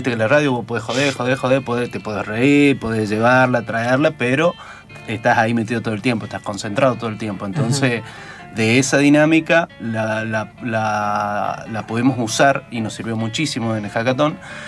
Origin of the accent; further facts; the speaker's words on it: Tucumán, Argentina; de Tucumán